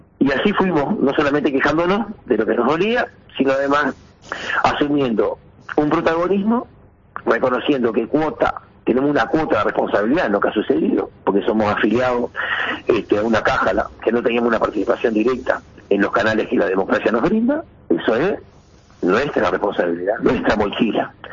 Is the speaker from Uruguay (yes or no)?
yes; Uruguay; Pero nosotros somos, también los uruguayos en general, no hablo de los profesionales, los uruguayos en general